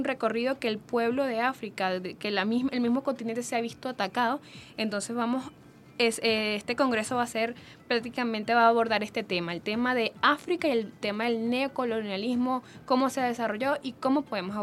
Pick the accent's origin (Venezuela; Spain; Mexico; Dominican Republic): Venezuela